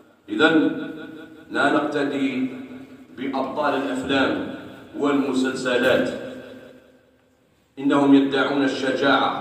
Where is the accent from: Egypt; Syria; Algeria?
Algeria; وفي بلادنا الجزائر